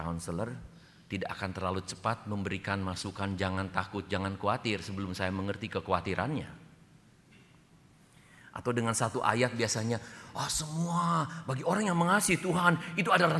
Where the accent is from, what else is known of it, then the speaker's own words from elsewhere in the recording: Bandung, West Java, Indonesia; Saya masih teringat satu kali saya dibesarkan di Bandung dengan nenek saya tahun 66-67.